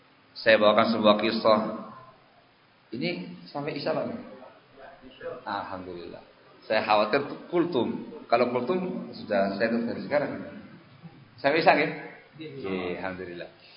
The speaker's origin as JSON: {"language": "Indonesian", "region": "Java", "country": "Indonesia", "said": "Saya asli Jawa."}